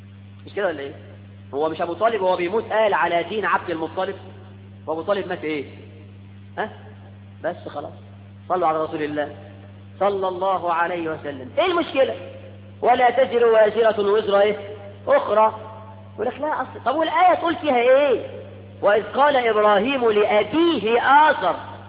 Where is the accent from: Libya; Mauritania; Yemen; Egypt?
Egypt; ده احنا كمصريين بنسمي الواحد اسمين مش لقب حتى